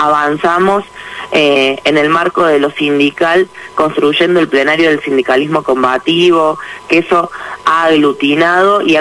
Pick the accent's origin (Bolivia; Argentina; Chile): Argentina; Villa Allende, Córdoba; born there; now in Buenos Aires, Argentina; ¿Dónde naciste? En Villa Allende.